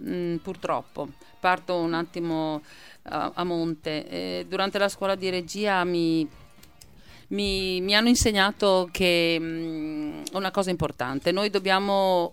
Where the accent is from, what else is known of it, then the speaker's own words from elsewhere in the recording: Veneto, Italy; accent: Venetian; purtroppo noi veneti ci esprimiamo sempre con questo, il nostro accento, che insomma è giusto, no, non curiamo la dizione.